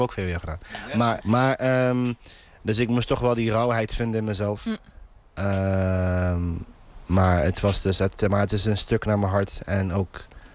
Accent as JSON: {"language": "Dutch", "town": "Eindhoven", "region": "North Brabant", "country": "Netherlands", "tie": "born or raised there", "said": "Ik ben opgegroeid in Eindhoven. In een stadsdeel genaamd Gestel."}